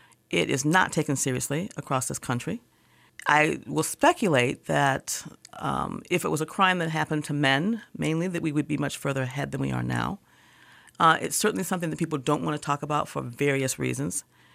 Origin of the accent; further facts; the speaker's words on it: United States; I think that we are, as an American society, and I can't speak for, you know, I can't really speak beyond Michigan, but I think as an American society, we are very, very free.